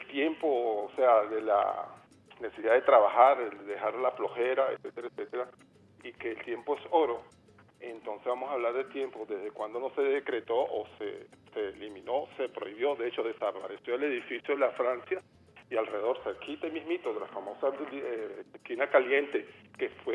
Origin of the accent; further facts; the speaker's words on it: Colombia; pero en mi tierra, en mi capital, ellos hacer su presencia, yo no los oí.